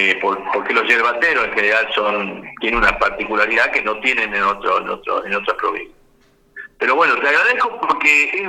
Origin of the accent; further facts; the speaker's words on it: Salta, Argentina; pues yo soy de Salta y estuve en Misiones estos días